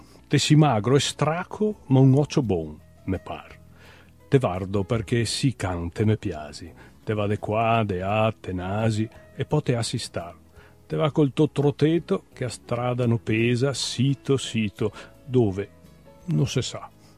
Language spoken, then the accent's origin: Italian; Treviso, Veneto, Italy; born there; sono nato a Treviso, nel lontano, più o meno lontano, 55